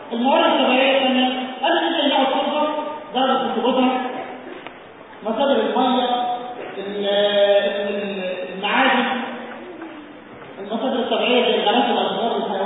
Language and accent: Arabic; Egypt; يا جماعه عندنا في مصر يقول لك استاذ ايه كويس.